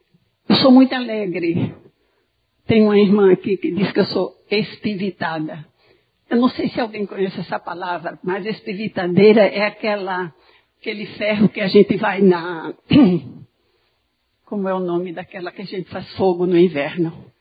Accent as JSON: {"language": "Portuguese", "region": "Alagoas", "country": "Brazil", "said": "Quero lhe dar uma boa-vinda bem calorosa, porque eu sou alagoana. Eu sou cabra mesmo."}